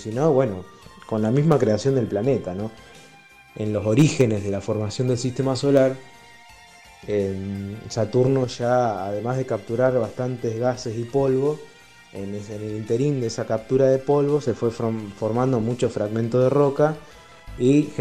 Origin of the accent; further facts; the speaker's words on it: Rosario, Santa Fe, Argentina; de Rosario